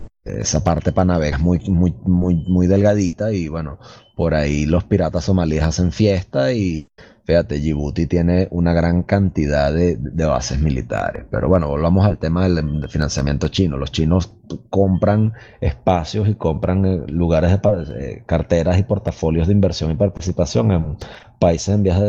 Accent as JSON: {"language": "Spanish", "country": "Venezuela", "said": "solo en Venezuela, en mi país, China tiene alrededor de 70 mil millones de dólares"}